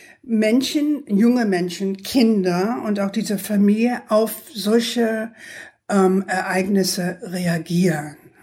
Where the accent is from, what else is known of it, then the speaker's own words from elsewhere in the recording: New York, United States; ich bin ja aus New York, eine waschechte New Yorkerin.